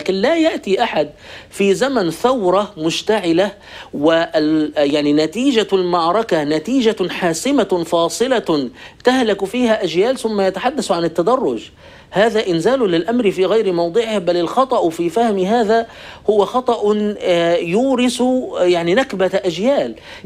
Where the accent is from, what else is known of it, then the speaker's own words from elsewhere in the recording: Egypt; وقد ساد عندنا في مصر مثلا شعار ميدان التحرير موجود